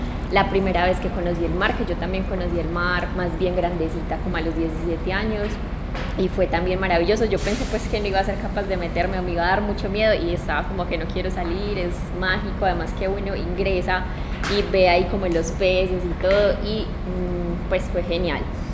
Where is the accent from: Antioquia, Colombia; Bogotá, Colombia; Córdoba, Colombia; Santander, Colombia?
Antioquia, Colombia; Rionegro; porque nosotros pues acá, o sea, yo soy de Río Negro y siempre, por ejemplo, el Río Negro para mí ha sido como muy ajeno.